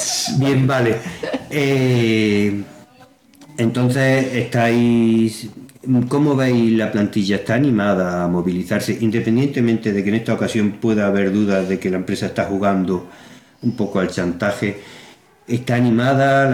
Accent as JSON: {"language": "Spanish", "town": "Deifonte", "region": "Andalusia", "country": "Spain", "tie": "born or raised there", "said": "mi pueblo, en Deifonte."}